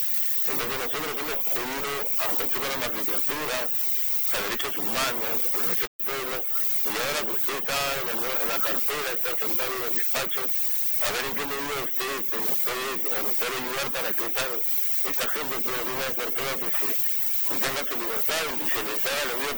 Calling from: Callao, Peru; De aquí, de allá del Cercado.

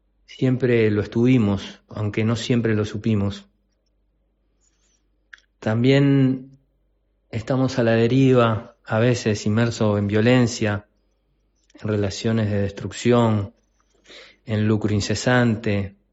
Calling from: Montevideo, Uruguay; de Montevideo, de Uruguay

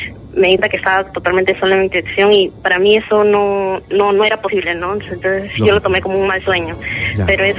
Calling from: Ate, Lima, Peru; Hola. De Ate.

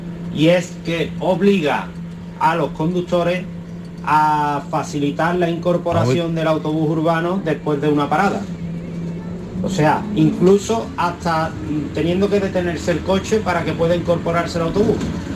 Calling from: Seville, Andalusia, Spain; de Sevilla, conductor de Tucson.

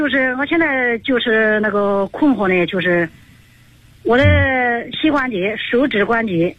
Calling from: Hefei, Anhui, China; 我来自安徽合肥

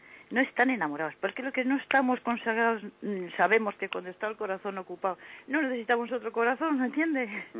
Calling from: Santander, Cantabria, Spain; de Santander.

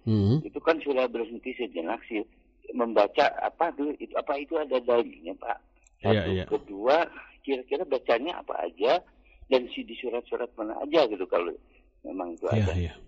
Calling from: Cibolerang, West Java, Indonesia; Saya dari Abu Ilma Cibolerang.

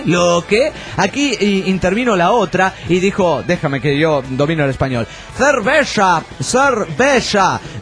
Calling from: Tucumán, Argentina; de Tucumán.

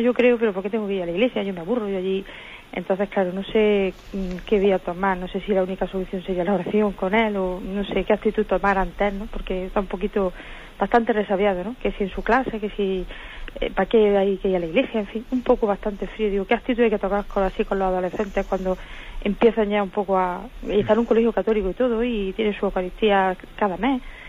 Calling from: Granada, Andalusia, Spain; Soy de aquí de Granada, le llamo, que le voy a hacer una pregunta

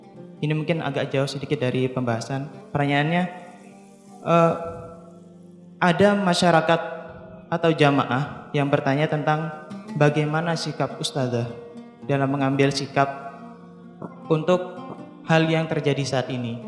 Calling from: Denpasar, Bali, Indonesia; Saya dari Denpasar, Bali.

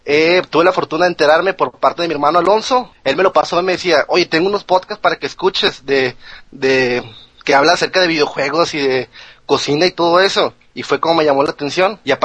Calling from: San Nicolás de los Garza, Nuevo León, Mexico; Ahorita les hablo desde Monterrey. De Nuevo León, de San Nicolás de los Garza, Nuevo León.

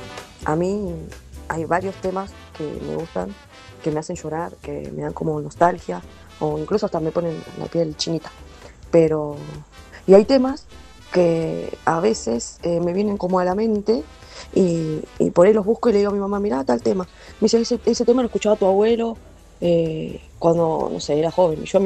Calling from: Quilmes, Buenos Aires Province, Argentina; de Quilmes

